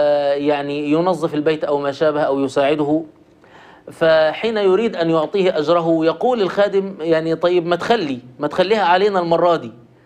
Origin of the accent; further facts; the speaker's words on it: Egypt; كلنا نحن مصريون ونشأنا في المجتمع المصري التراحمي